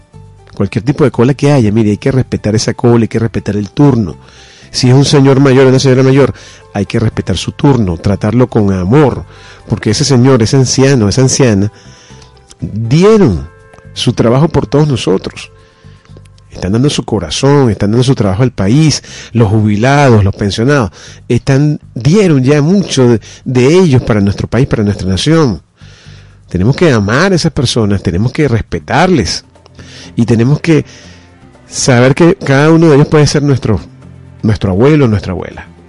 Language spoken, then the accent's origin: Spanish; Venezuela; born there; nosotros nacimos aquí, en esta nación. Nacimos en Venezuela. No solamente somos venezolanos porque dice nuestra cédula que somos venezolanos, sino por el sentimiento que nos conecta con nuestra tierra.